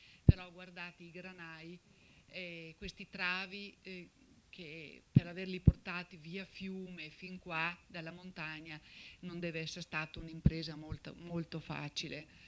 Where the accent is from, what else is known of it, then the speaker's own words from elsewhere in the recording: Castagnaro, Veneto, Italy; Qui siamo a Castagnaro, il mio paese di origine